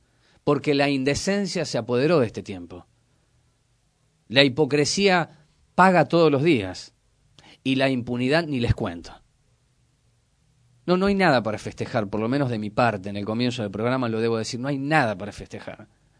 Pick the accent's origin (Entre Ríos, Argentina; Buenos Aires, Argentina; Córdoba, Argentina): Córdoba, Argentina; Conozco Ituzaingó porque me crié en Córdoba durante 25 años.